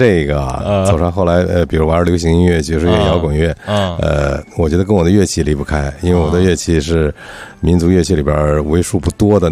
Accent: Kaifeng, Henan, China; born there; 因为我是出生在河南开封

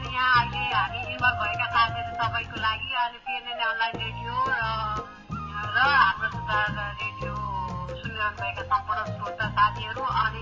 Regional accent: Nuwakot, Bagmati, Nepal; born there; अब जिल्ला त मेरो जन्मस्थान नुवाकोट हो

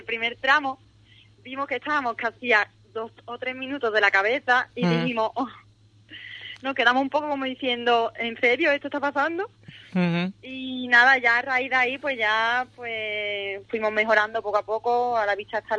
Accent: Cádiz, Andalusia, Spain; tanto Ernesto como yo somos los primeros gaditanos en disputar un nacional completo de rally.

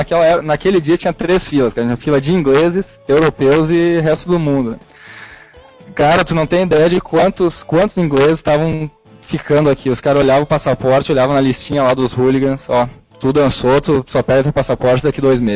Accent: Brazil; born there; Tem lá, escrito que eu nasci no Brasil, né?

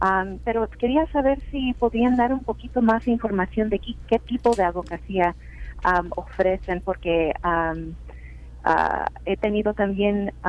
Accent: California, United States; yo vengo del condado de Los Ángeles

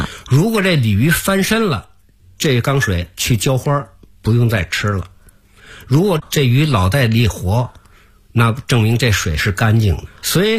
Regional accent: Beijing, China; 我还想画北京的一条街，从新街口一直画到西直门，因为我在这儿长大的

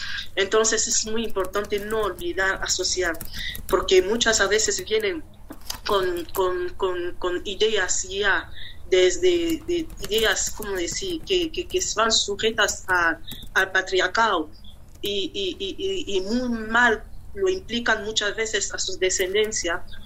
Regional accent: Gabon; now in Spain; Yo soy de Gabón, vivo aquí en España, formo parte de la comunidad africana aquí

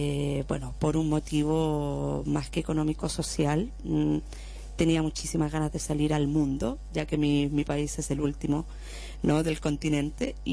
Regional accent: Chile; moved away; Y siempre, siempre, desde que salí de Chile, con la idea de legalizarme para poder viajar

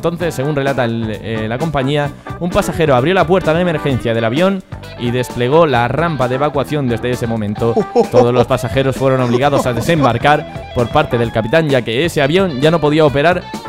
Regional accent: Spain; como buen ciudadano español

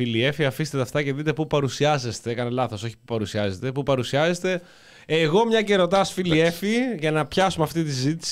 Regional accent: Greece; Είμαι Έλληνας, είμαι πατριώτης.

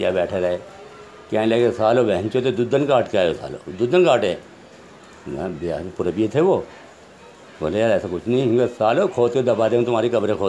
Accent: Hashimpura, Uttar Pradesh, India; میں ہاشم پورہ کے رہنے والا ہوں، میرا بچپن ابھی یہیں کا ہے

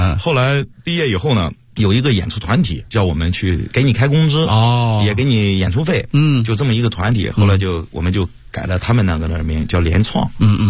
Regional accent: northern China, China; 因为我们是北方人嘛，

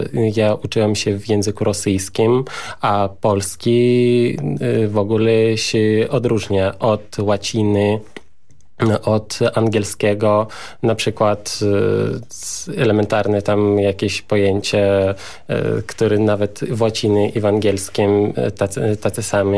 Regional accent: Tashkent, Uzbekistan; now in Poland; Przyjechałem z Taszkentu.

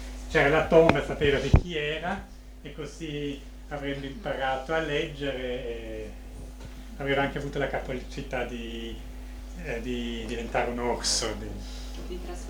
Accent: Vienna, Austria; Poi io sono nato e cresciuto a Vienna e so come il tempo d'inverno al nord delle Alpi.

